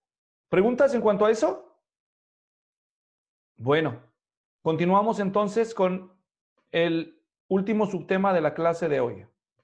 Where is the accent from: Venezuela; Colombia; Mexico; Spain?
Mexico; el país, mi país de origen, México, tuvo elecciones.